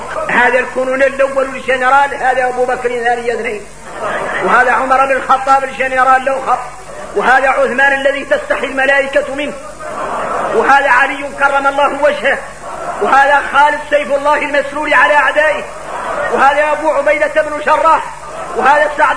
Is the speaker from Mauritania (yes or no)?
yes; Mauritania; غير احنا موريتاني الواحد منا اللي يقرأ القرآن يتفلو عليك العين